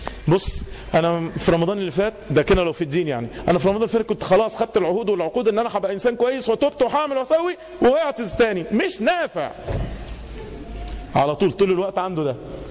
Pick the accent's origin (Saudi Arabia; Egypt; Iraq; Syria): Egypt; خدوا بالكوا احنا كمصريين، احنا كمصريين يشيع جدا عشان احنا شعوب شرقية